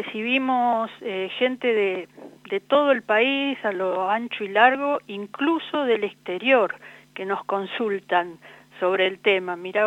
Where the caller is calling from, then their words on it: Buenos Aires, Argentina; Acá en Buenos Aires estamos.